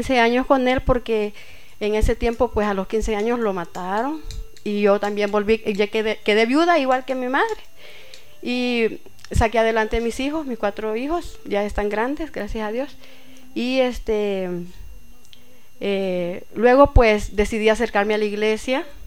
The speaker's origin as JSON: {"language": "Spanish", "town": "Sensuntepeque", "region": "Cabañas", "country": "El Salvador", "tie": "born there", "said": "Nací en Sensuntepeque."}